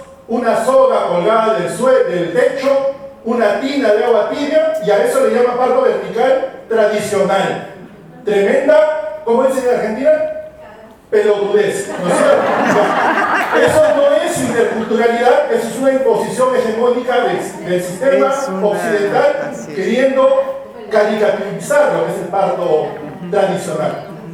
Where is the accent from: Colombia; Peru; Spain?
Peru